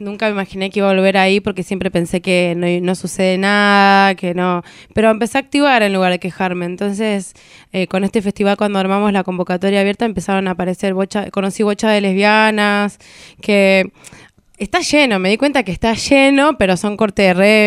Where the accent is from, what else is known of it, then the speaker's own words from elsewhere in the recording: Trelew, Chubut, Argentina; soy de Trelew, vivo en Trelew, vengo acá de vez en cuando, muy poquito tiempo, a tejer algunas cosas y después me aborto. Y soy cantante, autogestiva, lesbiana, negra